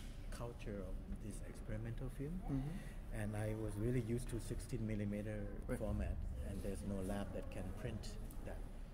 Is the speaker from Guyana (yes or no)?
no; Thailand; in Thailand? Yes, in my hometown.